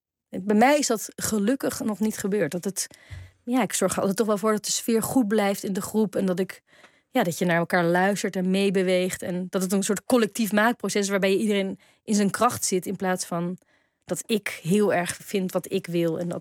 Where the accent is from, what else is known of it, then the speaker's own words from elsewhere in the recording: Netherlands; toen ik opgroeide hadden we in Nederland 1, 2 en 3.